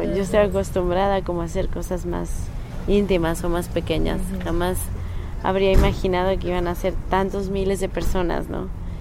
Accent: Veracruz, Mexico; moved away; Sí. Yo crecí en Veracruz y me fui de Veracruz por muchos años, pero ahora ya volví.

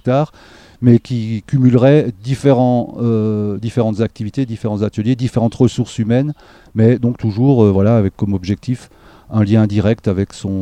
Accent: Grand Est, France; une formation agricole à la base, que j'ai fait en Alsace, hein, je suis alsacien d'origine, voilà, et puis fier de l'être

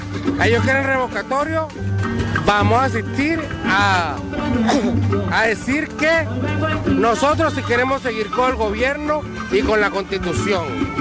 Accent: Caracas, Capital District, Venezuela; soy de Macarao y aquí estamos.

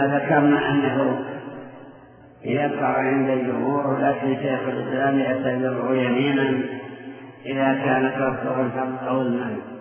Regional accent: Saudi Arabia; هذا أيضا موجود عندنا في المملكة بكثرة في الموادي

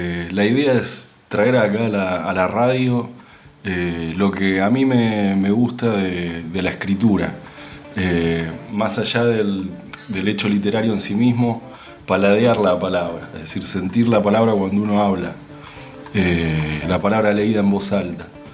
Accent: Lomas, Buenos Aires, Argentina; Yo me crié en Lomas, en un barrio parecido, con calles de adoquines, muy tranquilo.

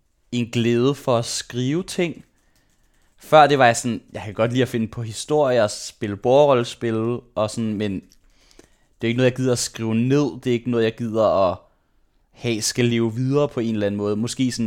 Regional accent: Frederiksberg, Capital Region of Denmark, Denmark; also born or lived in Aarhus; Jeg er født i Aarhus, men det flyttede jeg hurtigt væk fra. Det kan jeg ikke huske. Så flyttede jeg til Frederiksberg, og så boede jeg der indtil jeg var 20. Og der gik jeg i børnehave, der gik jeg i folkeskole, der gik jeg i gymnasiet.

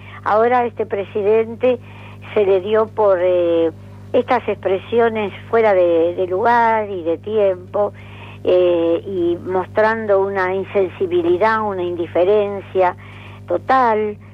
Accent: Argentina; Me sentí como argentina.

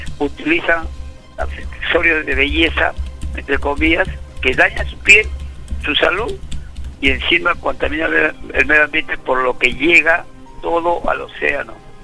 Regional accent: Lima, Peru; Y nosotros, como limeños que somos, que vivimos en las ciudades

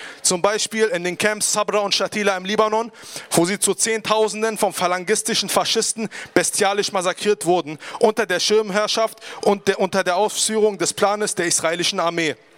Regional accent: Palestine; Das sind nur wenige traurige Beispiele von denen, die wir als Palästinenser immer wieder ausgesetzt sind.

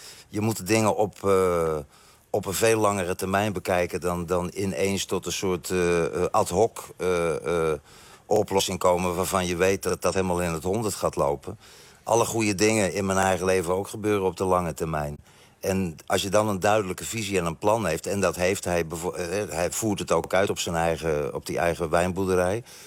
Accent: Netherlands; now in Belgium; Ik ben natuurlijk, ook al heb ik ook al een poos in België gewoond, als Nederland net wint met hockey, ik ben een Nederlander. En dat blijf ik hier ook.

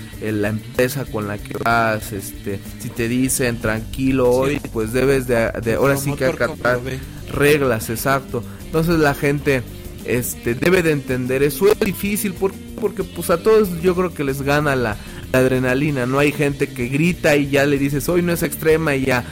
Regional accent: Tulancingo, Hidalgo, Mexico; Soy un hidalguense, orgullosamente tulancinguense, hidalguense.

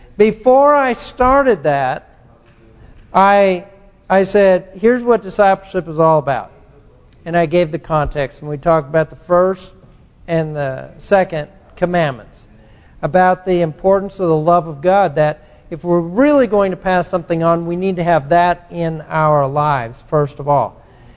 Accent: California, United States; Turns out she grew up just half a mile from where I grew up in California, in the canyon there.

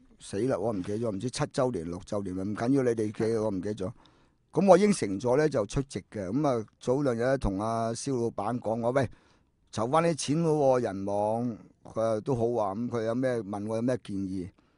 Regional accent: Hong Kong; 即系我哋香港人咧，其实啊好易处理啫，家事嚟噶嘛

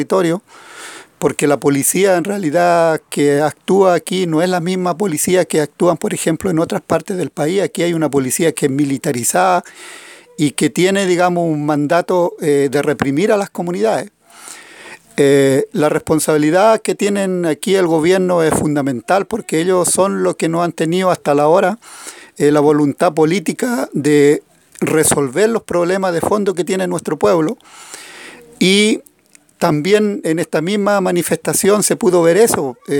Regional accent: Huerqueno, Biobío, Chile; soy de Huerqueno, mensajero de las comunidades de la zona de Arauco.

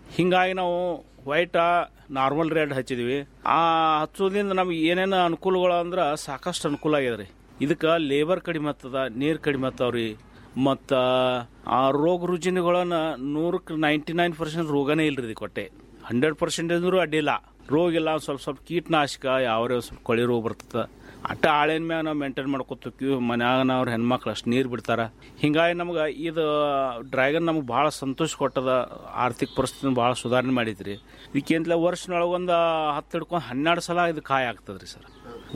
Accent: Ratnapur, Karnataka, India; ನಮ್ಮ ಊರು ರತ್ನಾಪುರ, ತಾಲೂಕು ತಿಕೋಟ, ಜಿಲ್ಲಾ ಬಿಜಾಪುರದವ್ರು.

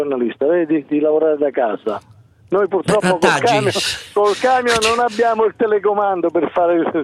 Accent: Campania, Italy; also born or lived in Potenza; Sono campano, sono vissuto a Potenza per tanti anni e mi trovo a Montenegro di Bisaccia da una decina.

